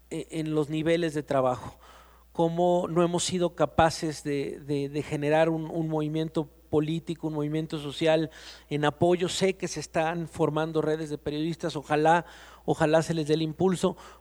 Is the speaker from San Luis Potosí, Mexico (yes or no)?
no; Poza Rica, Veracruz, Mexico; Yo soy de Poza Rica, Veracruz